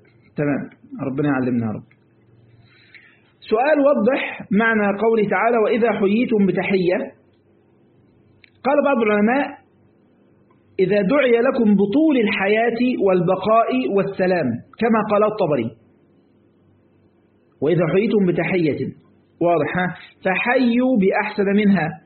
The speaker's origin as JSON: {"language": "Arabic", "country": "Egypt", "said": "ما انا برضو مصري يعني برضو عارف اجود"}